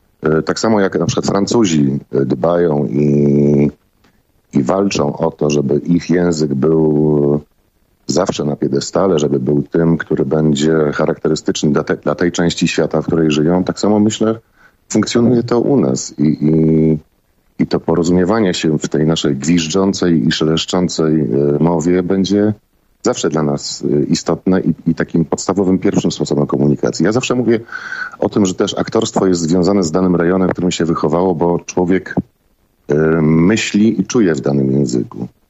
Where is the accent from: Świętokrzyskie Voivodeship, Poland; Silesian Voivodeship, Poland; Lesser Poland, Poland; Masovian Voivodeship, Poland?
Silesian Voivodeship, Poland; born there; accent: Silesian; ja urodziłem się na Śląsku i raczej posługuję się Gwarą Śląską.